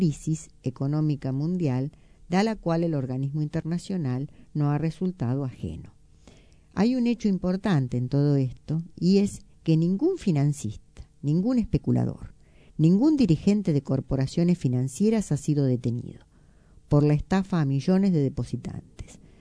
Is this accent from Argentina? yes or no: yes; Argentina; Esta frase, por lo menos a nosotros como argentinos, nos suena al menos irónica.